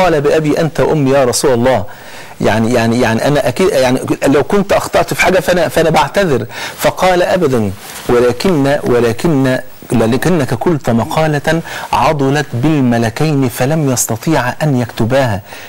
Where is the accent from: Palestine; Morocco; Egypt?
Egypt; وأحيانا بنحس ان احنا وصلنا اللي بيسموها كده بلغتنا كمصريين لحارة سد